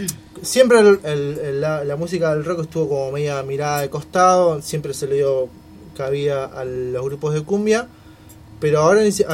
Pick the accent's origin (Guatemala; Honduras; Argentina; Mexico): Argentina; Guernica, Buenos Aires Province; Somos de Guernica, pero la verdad que hemos tocado con suerte 3 veces, porque no hay lugares